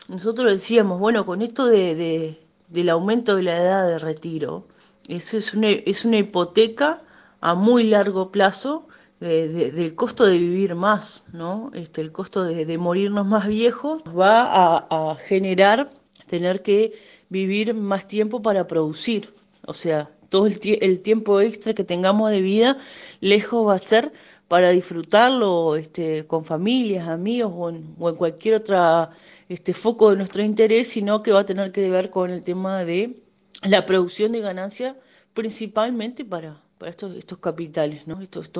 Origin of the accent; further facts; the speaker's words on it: Uruguay; ¿Debemos seguir aceptando estas situaciones como pueblo uruguayo?